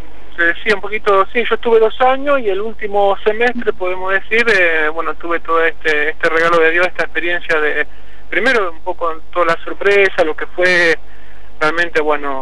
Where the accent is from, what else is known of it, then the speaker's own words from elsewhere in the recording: Argentina; a mi diócesis, a mi pueblo, a Argentina, ¿no?